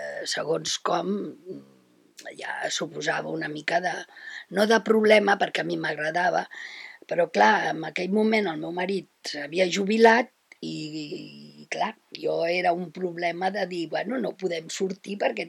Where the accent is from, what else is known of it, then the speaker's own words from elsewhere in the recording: Barcelona, Catalonia, Spain; tinc 72 anys, sóc de Barcelona i la meva vida laboral ha estat bastant extensa.